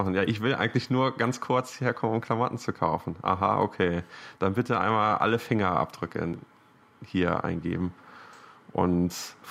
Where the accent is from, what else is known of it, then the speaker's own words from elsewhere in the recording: Germany; moved away; jetzt wo ich ja so Auswanderer bin, muss ich als Deutscher ja mir so, wenn ich Deutsch rede, dann immer ganz viel englische Wörter benutzen, weil ich so die deutschen Wörter vergesse.